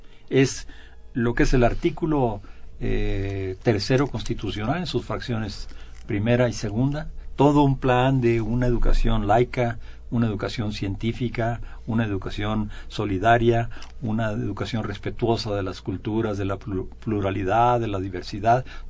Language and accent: Spanish; Mexico; Todos los demás somos mexicanos segundos, terceros, cuartos, quintos.